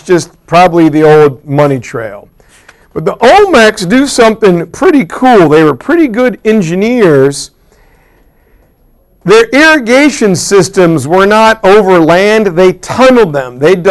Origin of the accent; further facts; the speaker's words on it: Midwest, United States; Oh, I'm a Midwesterner.